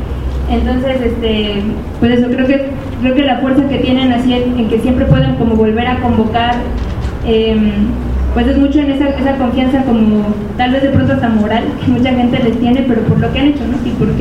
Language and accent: Spanish; Mexico; es claro, como mexicanos, que hay un antes y un después